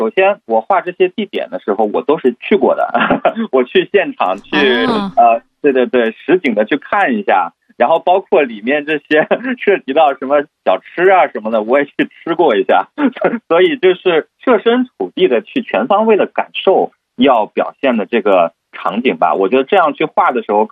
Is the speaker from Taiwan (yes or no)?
no; Shandong, China; now in Hangzhou, China; 因为我本身是北方人，我是山东人，然后离那个、离北京其实还不远。